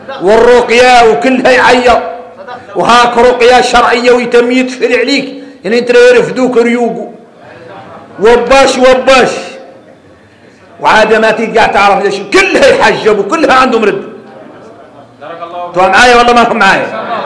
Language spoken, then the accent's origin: Arabic; Mauritania; وإحنا موريتاني